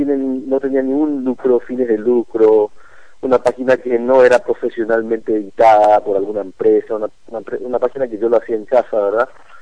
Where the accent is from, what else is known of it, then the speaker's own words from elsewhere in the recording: Paraguay; cuando uno le decís yo soy paraguayo